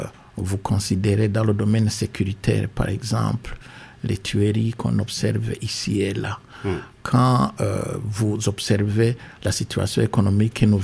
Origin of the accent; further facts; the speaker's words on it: Burundi; je suis Burundais d'abord